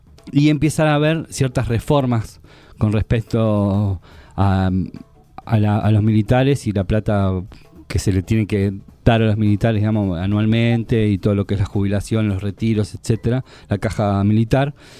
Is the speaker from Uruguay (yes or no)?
yes; Uruguay; Bueno, decir que soy uruguayo.